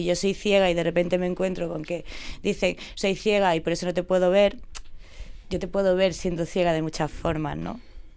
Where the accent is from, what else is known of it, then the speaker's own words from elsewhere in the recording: Andalusia, Spain; yo llamo una niña, soy de andaluza también